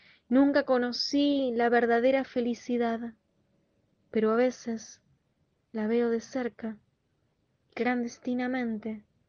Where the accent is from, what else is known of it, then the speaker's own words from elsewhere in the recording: Buenos Aires, Argentina; tengo 23 años y soy de Buenos Aires.